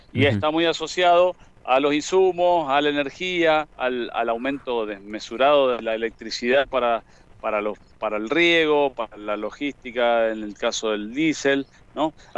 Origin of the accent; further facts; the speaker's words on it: Lavalle, Mendoza, Argentina; Yo soy del departamento de Lavalle.